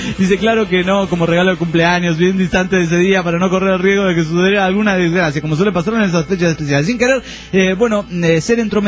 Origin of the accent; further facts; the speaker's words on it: León, Guanajuato, Mexico; Hola, cabrones … de León, Guanajuato.